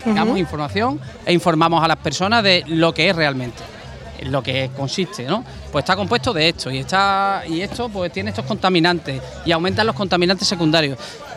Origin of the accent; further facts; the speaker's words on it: Huelva, Andalusia, Spain; vengo de Huelva, de la zona de Huelva y demás